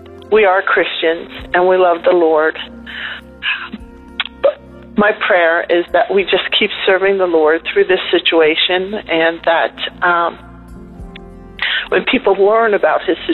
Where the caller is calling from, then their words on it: Camp Hill, Pennsylvania, United States; I'm calling from Camp Hill, Pennsylvania.